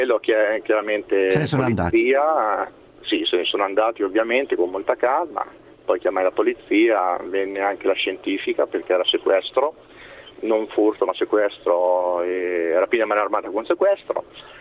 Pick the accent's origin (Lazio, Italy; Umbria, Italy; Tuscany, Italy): Umbria, Italy; Perugia; Io sono di Perugia e volevo portare la mia testimonianza.